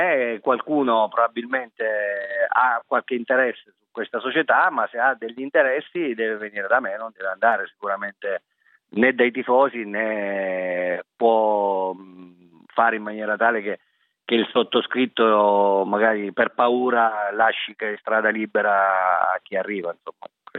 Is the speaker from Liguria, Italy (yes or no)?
no; Pescara, Abruzzo, Italy; siccome sono di Pescara, sono nato a Pescara e tengo a cuore le sorti della mia città